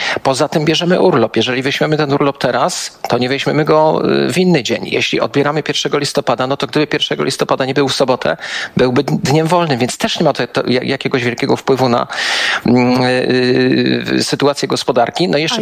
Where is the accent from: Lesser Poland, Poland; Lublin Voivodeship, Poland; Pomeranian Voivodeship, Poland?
Lesser Poland, Poland; Kraków; Ja jestem krakowianinem, mieszkam od wielu, wielu lat, tak połowę tygodnia w Krakowie, połowę w Warszawie, ale akurat w tej chwili jestem w Krakowie.